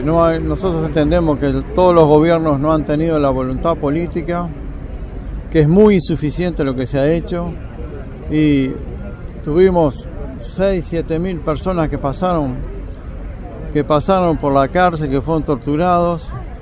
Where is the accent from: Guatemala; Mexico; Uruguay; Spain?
Uruguay; now in Argentina; soy uruguayo, vivo aquí en la Argentina